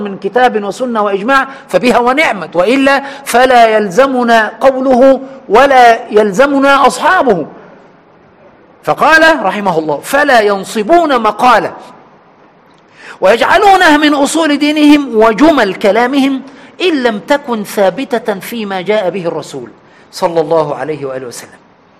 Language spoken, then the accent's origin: Arabic; Egypt; عندنا في مصر هنا العوام يقول فذلكة